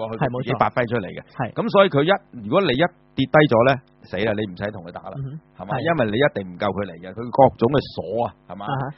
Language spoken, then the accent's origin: Cantonese; China; 我哋中國人咧都會針對下盤